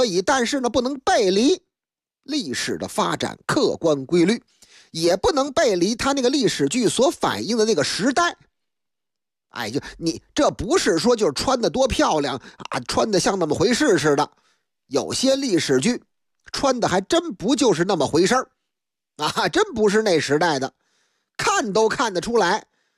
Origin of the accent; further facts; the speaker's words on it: Beijing, China; 在我的老家北京劲松一带，那个地方那是个成熟的社区，有很多那个老旧的楼房